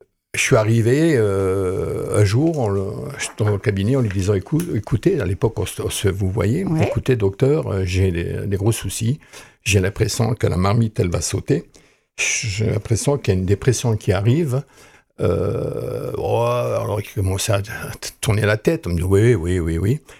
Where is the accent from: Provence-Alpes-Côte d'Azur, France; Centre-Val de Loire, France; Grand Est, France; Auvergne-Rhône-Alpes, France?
Grand Est, France; Hayange; Exactement de la ville d'Ayange. Je suis né à Ayange, je suis originaire de la vallée de la Fensch.